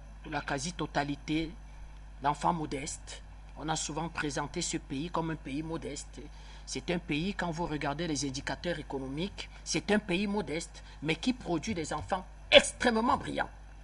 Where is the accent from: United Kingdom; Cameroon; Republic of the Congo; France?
Cameroon; Je suis Camerounais. J'ai jamais été au Burkina Faso.